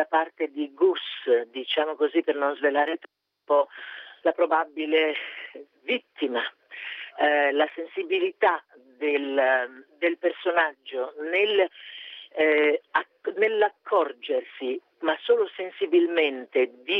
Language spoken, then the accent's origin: Italian; Milan, Lombardy, Italy; io l'ho interpretato con quelli che sono i miei caratteri, diciamo così, regionali, cioè io sono milanese